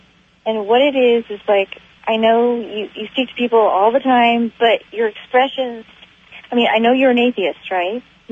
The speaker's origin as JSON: {"language": "English", "region": "California", "country": "United States", "tie": "born or raised there", "said": "I grew up in Santa Cruz County. My dad was a surfer. I grew up on the beach."}